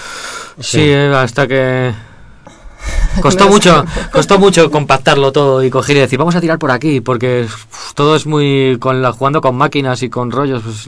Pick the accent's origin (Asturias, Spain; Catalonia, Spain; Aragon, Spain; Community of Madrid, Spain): Community of Madrid, Spain; Madrid; como los madrileños somos tan